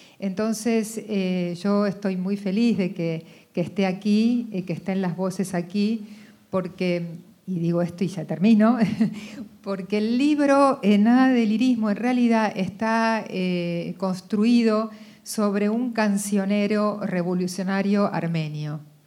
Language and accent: Spanish; Argentina; que nacimos en la Argentina, somos estos argentinos que fuimos entrenados en esta condición